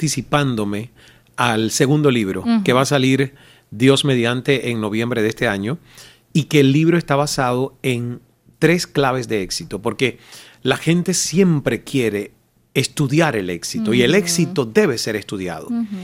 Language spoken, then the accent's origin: Spanish; Santiago de Cuba, Cuba; Santiago de Cuba, mi provincia natal.